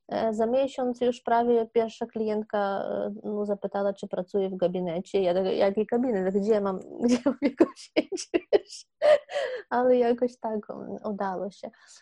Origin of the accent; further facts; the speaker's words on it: Lviv, Lviv Oblast, Ukraine; now in Kraków, Poland; tak? No, mieszkam i pracuję w Krakowie już od 4 lat. Przyjechałam ze Lwowa.